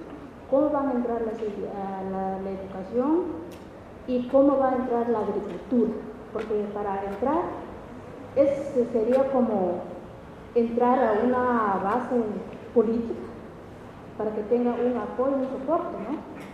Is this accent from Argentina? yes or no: no; Quiché, Guatemala; yo soy de Quiché